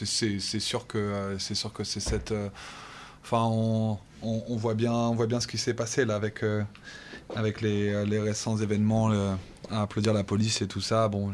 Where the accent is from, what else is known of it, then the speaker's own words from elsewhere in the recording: France; nous en tant que Français on peut un peu s'en saisir